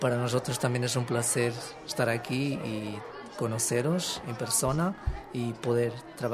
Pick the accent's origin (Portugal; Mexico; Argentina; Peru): Portugal; vengo de Portugal